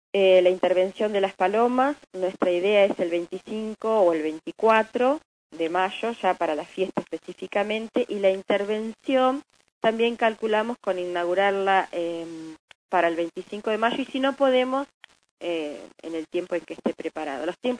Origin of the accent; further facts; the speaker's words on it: Argentina; ¿Qué significación tiene para nosotros como argentinos el celeste y blanco?